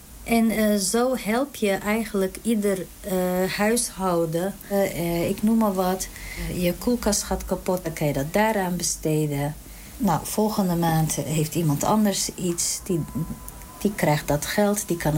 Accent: Turkey; now in Netherlands; oorspronkelijk ben ik Koerdisch. Ik kom uit Turkije, ik ben in Turkije geboren en woon al heel lang in Nederland.

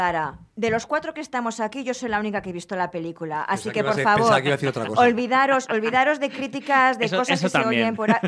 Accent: Basque Country, Spain; Yo soy vasca.

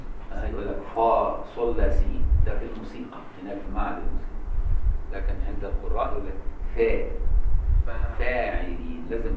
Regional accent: Egypt; والعبور ده عملوه سوقي عندنا في مصر سوق العبور

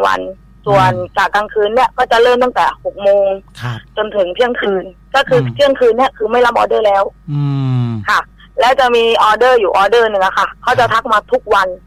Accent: Ranong, Thailand

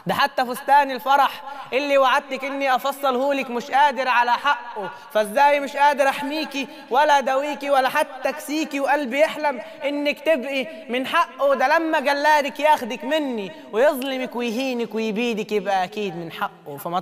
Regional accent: Faiyum, Faiyum Governorate, Egypt; now in Cairo, Egypt; أنا من الفيوم، فدلوقتي نقلت القاهرة هنا

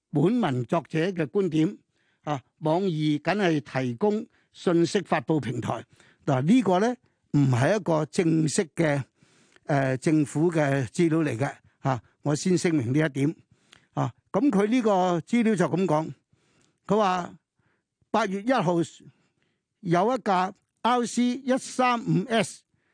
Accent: China; 我们作为中国人，我们要小心所有这些东西，而那个矛头是指向我们的祖国

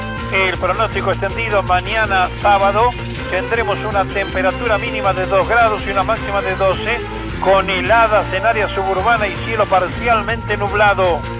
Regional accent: Argentina; Nos duele como argentinos esta decisión

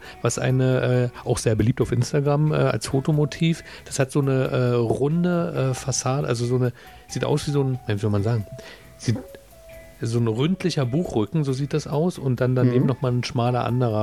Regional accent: Berlin, Germany; also ich als Berliner verwechsel die auch immer

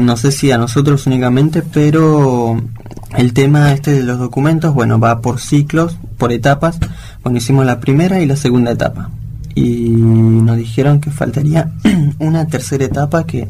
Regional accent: Bolivia; now in Argentina; yo soy boliviano y la verdad estoy orgulloso y también de acá en Argentina, de poder ahora adaptarme, lo que sí me costó mucho.

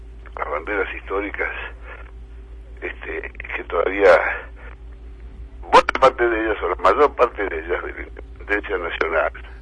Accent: Argentina; buena parte del pueblo argentino, que es mi pueblo

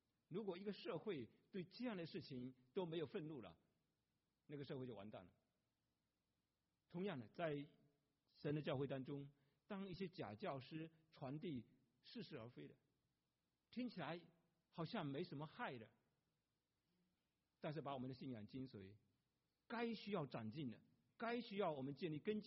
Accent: Jinjiang, Fujian, China; 多年前在我的家乡那里有卖的晋江假药，晋江是个福建一个地区

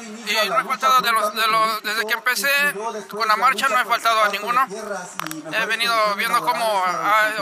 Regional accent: Mexico City, Mexico; De México, de la capital.

